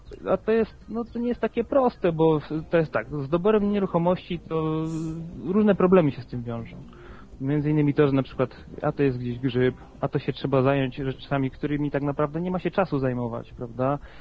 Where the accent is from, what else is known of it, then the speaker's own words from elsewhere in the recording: Kielce, Świętokrzyskie Voivodeship, Poland; also born or lived in Łódź; bo ja oryginalnie jestem z Kielc, tam się urodziłem, wyjechałem na studia do Łodzi i tutaj sobie mieszkam.